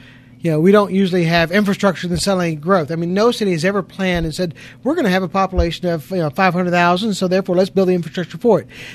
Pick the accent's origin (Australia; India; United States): United States; Arkansas; I grew up in the Delta of Arkansas, and I've lived the last 20 years up here, and I've got to tell you that I've enjoyed all of Arkansas.